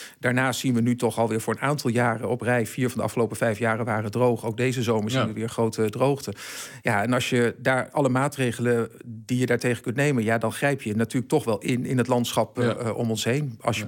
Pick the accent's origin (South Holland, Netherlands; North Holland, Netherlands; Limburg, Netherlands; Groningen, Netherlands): South Holland, Netherlands; Rotterdam; Ik kom uit Rotterdam.